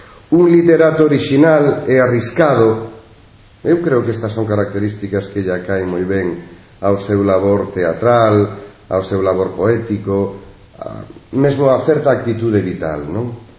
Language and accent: Galician; Galicia, Spain; Celebro como galego comprometido co seu país